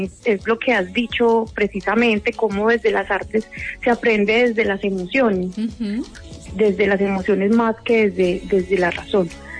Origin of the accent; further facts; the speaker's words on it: Armenia, Quindío, Colombia; yo soy de acá de Armenia, Quindío, soy licenciada en Biología y Educación Ambiental de la Universidad del Quindío. Luego me fui a Medellín, a la Universidad Nacional, a hacer una maestría en Bosques y Conservación Ambiental